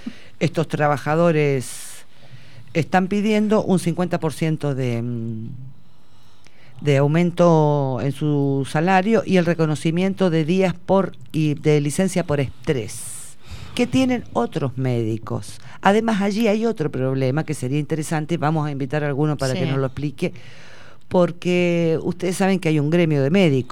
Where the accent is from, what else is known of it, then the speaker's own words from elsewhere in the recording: Buenos Aires, Argentina; nosotros que somos de Parque Patricios, ¿no?